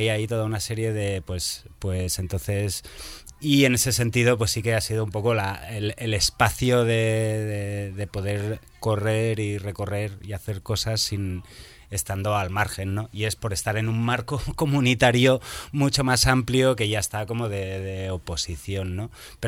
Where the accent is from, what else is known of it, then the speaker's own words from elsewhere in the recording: Barcelona, Catalonia, Spain; pero es que yo vengo de Barcelona, ¿no?